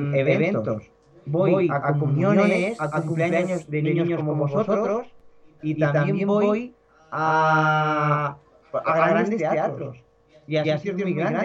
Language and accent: Spanish; Tomelloso, Castilla-La Mancha, Spain; also born or lived in Manzanares; now in Aranjuez, Spain; Ah, nací en Manzanares, Ciudad Real. He vivido toda la vida en Tomelloso, que está también en Ciudad Real, al lado de Manzanares. Y ahora vivo en Aranjuez, Madrid.